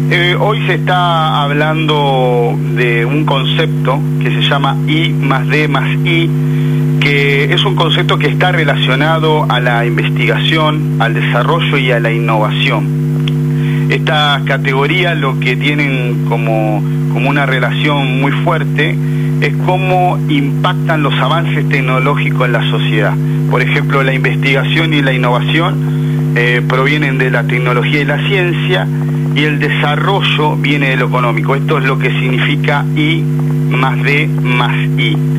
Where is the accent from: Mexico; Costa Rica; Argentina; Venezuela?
Argentina; te felicito y te agradezco como argentino, ¿no?